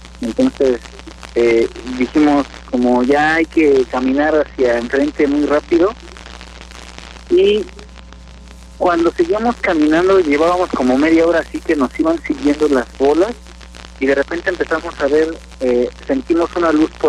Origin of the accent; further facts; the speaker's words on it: Mexico City, Mexico; los dos, mi compañero y yo, somos de la Ciudad de México